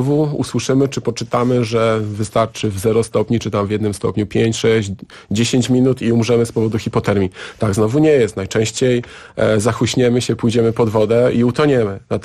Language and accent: Polish; Siemianowice Śląskie, Silesian Voivodeship, Poland; Akurat w Siemianowicach Śląskich, skąd pochodzę, są zakłady mięsne